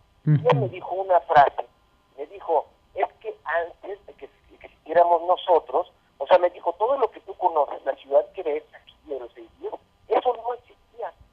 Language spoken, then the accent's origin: Spanish; Mexico; yo como mexicano soy agradecidísimo contigo